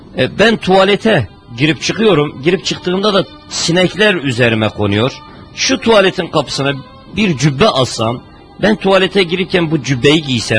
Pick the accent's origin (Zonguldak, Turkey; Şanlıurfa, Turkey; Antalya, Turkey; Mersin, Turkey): Şanlıurfa, Turkey; sonra doğduğum, büyüdüğüm yerler